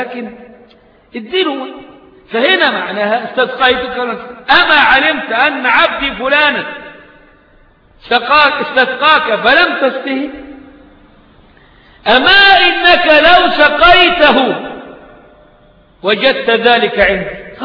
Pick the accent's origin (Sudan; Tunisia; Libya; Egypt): Egypt; عشان صورتنا كمصريين بره وحشة قوي